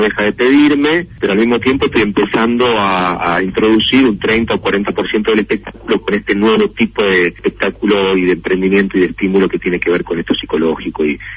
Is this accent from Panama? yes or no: no; Argentina; es lo mejor que te puede pasar siendo argentino, porque hay un código entre nosotros que entendemos